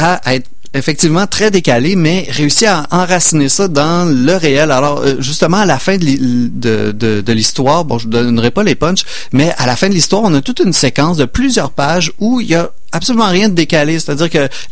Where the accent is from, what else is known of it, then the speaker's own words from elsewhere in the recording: Quebec, Canada; En tant que Québécois, on vit quand même dans une Amérique là